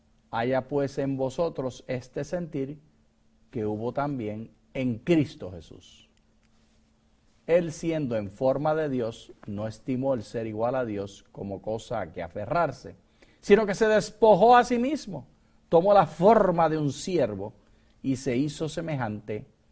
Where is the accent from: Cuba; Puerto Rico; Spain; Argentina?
Puerto Rico; que tú eres venezolano, que yo soy puertorriqueño